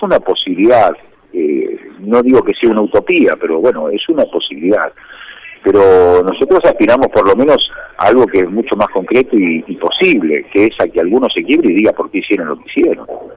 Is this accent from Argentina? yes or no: yes; Argentina; A mí me da vergüenza, como argentino